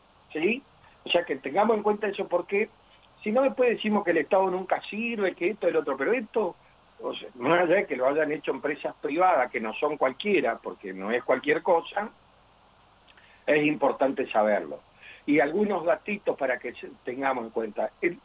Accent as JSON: {"language": "Spanish", "country": "Argentina", "said": "tenemos que sentir orgullo como argentinos"}